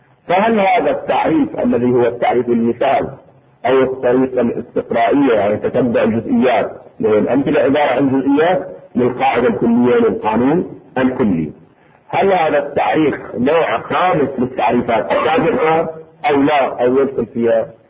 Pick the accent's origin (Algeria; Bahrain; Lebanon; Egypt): Bahrain; اذا لاحظونه في الاساليب الدراسيه عندنا في البحرين سابقا